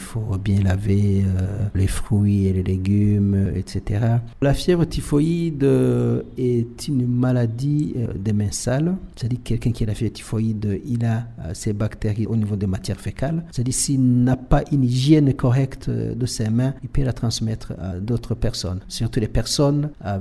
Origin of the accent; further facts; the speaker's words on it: Burundi; On peut les avoir ici chez nous au Burundi.